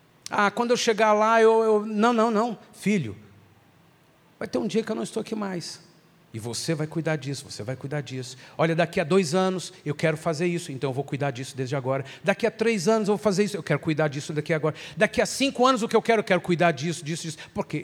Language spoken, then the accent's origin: Portuguese; Brazil; se a gente estudar um pouquinho da nossa cultura como brasileiros, não só em função de como fomos colonizados, mas em função de como temos sido governados